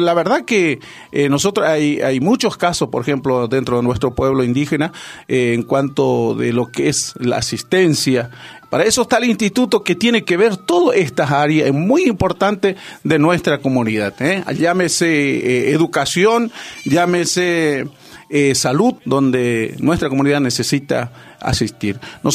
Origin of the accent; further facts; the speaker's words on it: Quitilipi, Chaco, Argentina; yo soy de Quitilipi, de la colonia Origen, allí en lote 38.